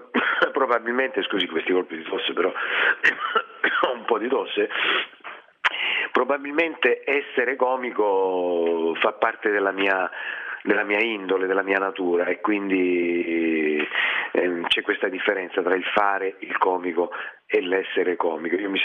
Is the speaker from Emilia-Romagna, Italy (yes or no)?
no; Reggio Calabria, Calabria, Italy; il trascorso calabrese, Reggino in particolare, perché sono di Reggio Calabria